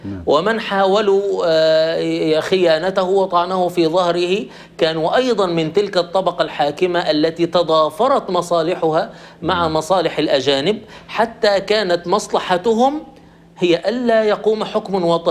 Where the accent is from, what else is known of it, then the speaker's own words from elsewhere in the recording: Egypt; ونحن كان طيب عندنا في مصر كاتب يساري ساخر